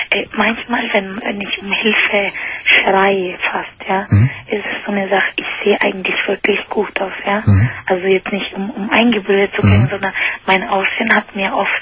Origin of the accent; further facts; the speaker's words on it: Argentina; German is a second language; Ja, ich bin eigentlich aus Argentinien.